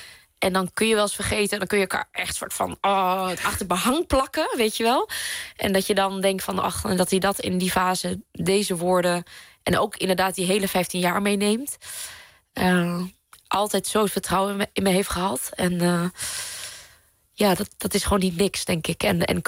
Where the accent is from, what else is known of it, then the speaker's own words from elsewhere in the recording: Vietnam; accent: Vietnamese; Dutch is a second language; me schaamde van waar ik vandaan kwam. Dat ik een Vietnamees accent had en dat wij thuis een andere taal spraken.